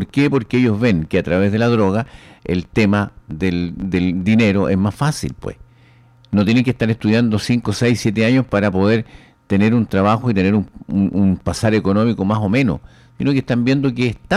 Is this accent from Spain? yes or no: no; Chile; tenemos que unirnos como chilenos